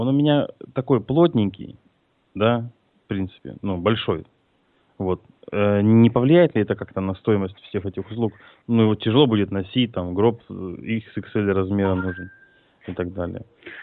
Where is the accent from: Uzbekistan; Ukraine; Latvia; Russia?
Ukraine; Luhansk, Luhansk Oblast; Я из Луганска, он из Луганска. Луганчанин.